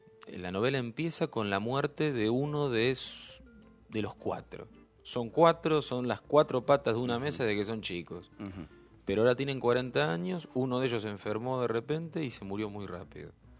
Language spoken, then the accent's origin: Spanish; Castelar, Buenos Aires Province, Argentina; also born or lived in Ituzaingó; Me crié en el conurbano, nací en Castelar, viví en Castelar y Ituzaingó, en el oeste del Gran Buenos Aires, sigo viviendo ahí.